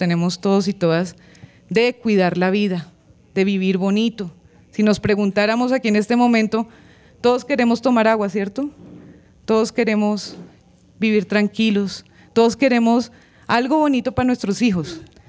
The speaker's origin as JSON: {"language": "Spanish", "town": "Choachí", "region": "Cundinamarca", "country": "Colombia", "said": "vengo desde Choachí"}